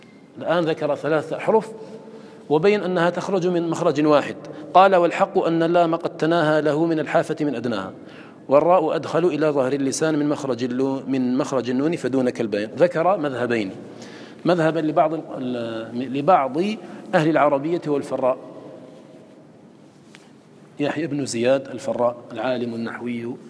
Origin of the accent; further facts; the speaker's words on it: Algeria; إنما حفظ عندنا في الجزائر